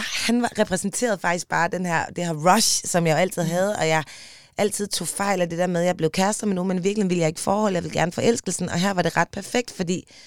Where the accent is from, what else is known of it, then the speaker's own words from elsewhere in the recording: Aarhus, Central Denmark Region, Denmark; moved away as an adult; jeg er fra Aarhus. Og har ligesom haft hele mit ungdomsliv i Aarhus, og beslutter mig så for, som 20-årig, at jeg vil til København.